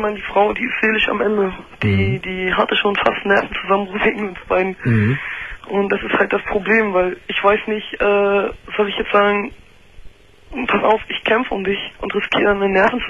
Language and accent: German; East Germany, Germany; Nee, der ist genau, ich komme aus dem Osten und er kommt genau aus dem Westen.